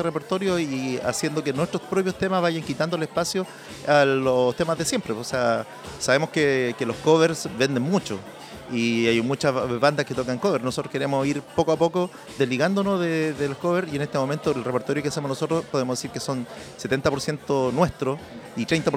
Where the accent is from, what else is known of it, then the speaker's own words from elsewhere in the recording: Penco, Biobío, Chile; Yo he nacido y criado en Penco.